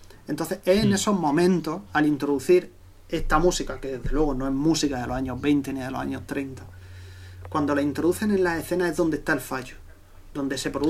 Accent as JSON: {"language": "Spanish", "region": "Region of Murcia", "country": "Spain", "said": "vosotros dos que sois canarios y yo que soy murciano"}